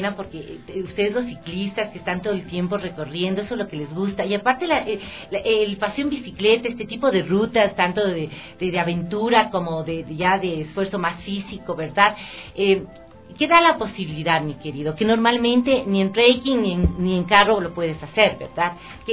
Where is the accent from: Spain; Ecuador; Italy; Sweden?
Ecuador; son íconos importantes de nuestros procesos identitarios y milenarios que tenemos como Ecuador y como ecuatorianos